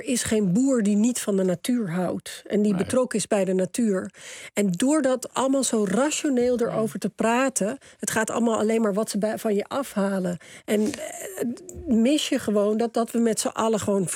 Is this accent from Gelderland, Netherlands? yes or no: no; Amsterdam, North Holland, Netherlands; Ja, want ik ben een Amsterdammer.